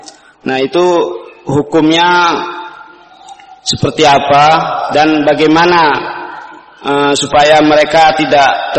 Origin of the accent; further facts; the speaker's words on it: Aceh, Indonesia; now in Yogyakarta, Indonesia; asal dari Aceh, tapi sudah pindah ke Jogja.